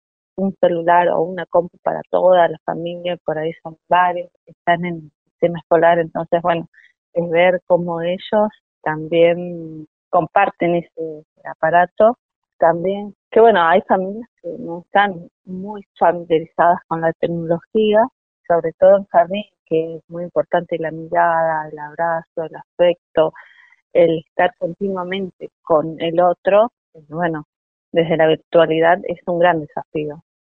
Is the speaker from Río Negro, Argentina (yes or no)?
yes; Bariloche, Río Negro, Argentina; Yo soy de acá de Bariloche, estudié en el Instituto de Formación Docente Continua de acá de Bariloche.